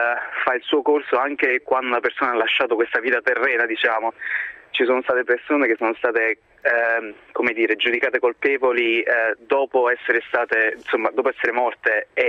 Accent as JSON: {"language": "Italian", "town": "Battipaglia", "region": "Campania", "country": "Italy", "lives_now": "United Kingdom", "said": "Io sono di Battipaglia, in provincia di Salerno."}